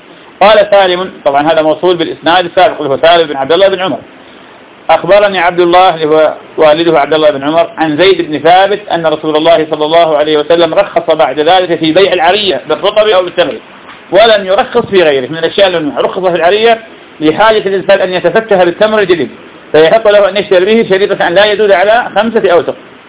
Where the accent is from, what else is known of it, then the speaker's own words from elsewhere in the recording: Iraq; هذا موجود عندنا في العراق